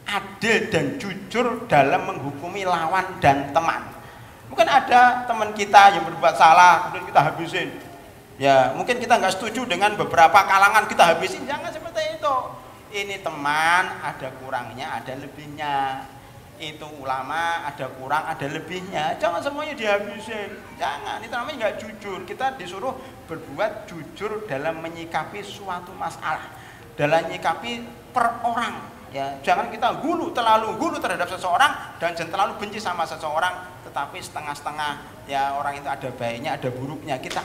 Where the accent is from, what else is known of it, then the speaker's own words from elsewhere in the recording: Klaten, Central Java, Indonesia; now in Jakarta, Indonesia; Saya aslinya Klaten, tetangganya Boyolali, kabur ke Jakarta.